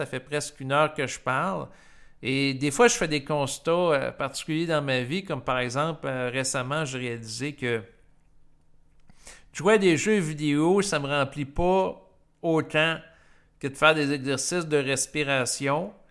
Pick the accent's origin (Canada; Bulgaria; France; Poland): Canada; Quebec; puis je suis du Québec. Je ne suis pas au Congo présentement, je ne suis pas en Afghanistan.